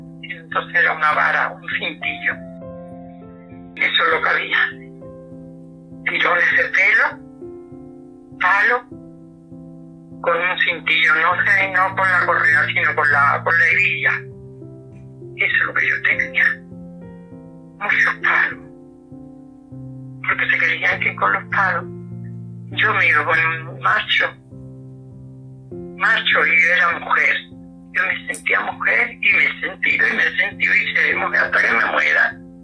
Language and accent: Spanish; Arcos de la Frontera, Andalusia, Spain; En Arco, en mi pueblo, en Arco de la Frontera, donde hoy tengo calle y donde hoy soy una mujer muy respetada y muy querida.